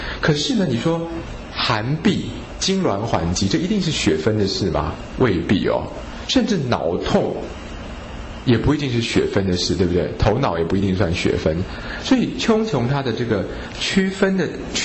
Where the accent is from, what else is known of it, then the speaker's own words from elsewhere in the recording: China; 跟我们中国人说天空那个穹苍的穹就已经相通了